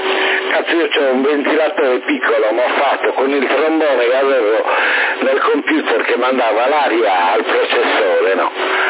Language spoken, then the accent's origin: Italian; Sassari, Sardinia, Italy; Ehi, sono sassarese